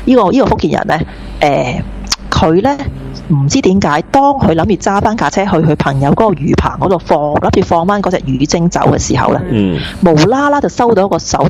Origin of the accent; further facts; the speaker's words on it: Australia; 因為知道我哋澳洲人。